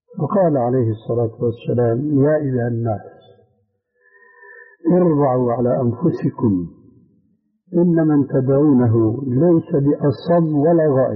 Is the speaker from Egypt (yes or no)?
no; Syria; عندنا في سوريا